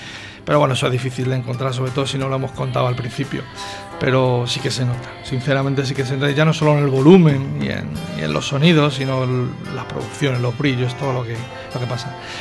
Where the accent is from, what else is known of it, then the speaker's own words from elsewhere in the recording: Madrid, Community of Madrid, Spain; Diré una burrada que soy de Vallecas